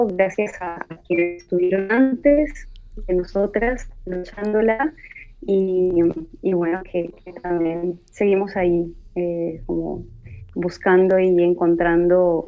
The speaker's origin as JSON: {"language": "Spanish", "town": "Cali", "region": "Valle del Cauca", "country": "Colombia", "said": "yo soy de Cali, una ciudad que es muy salsera, adoptó la salsa como música propia"}